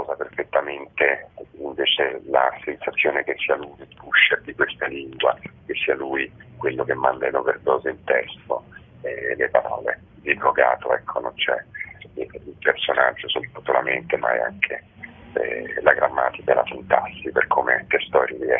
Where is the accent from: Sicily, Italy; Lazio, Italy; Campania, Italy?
Lazio, Italy; Rome; questo lo dico ai romani, perché da romano so perfettamente quanto mezz'ora sia oro in questa città.